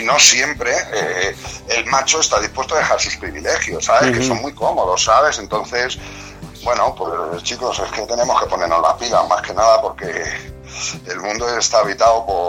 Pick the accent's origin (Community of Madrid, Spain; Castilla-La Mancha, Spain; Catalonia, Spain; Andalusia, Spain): Community of Madrid, Spain; Bustarviejo; iba teniendo relación con músicos de aquí, de mi pueblo, de Bustar Viejo